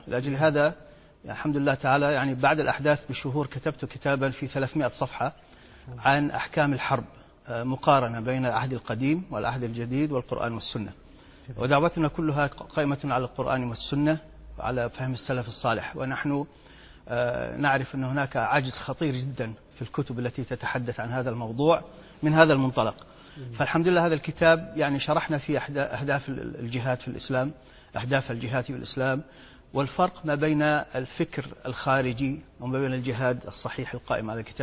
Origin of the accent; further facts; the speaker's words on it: Kuwait; moved away as an adult; also born or lived in Europe; now in United States; تركت الكويت، أنا ولدت في الكويت وعشت فيها حتى أنهيت الثانوية، ثم ذهبت إلى أوروبا للدراسة ثم أمريكا. من حد يعني من حيث وصلت إلى أمريكا سنة 1980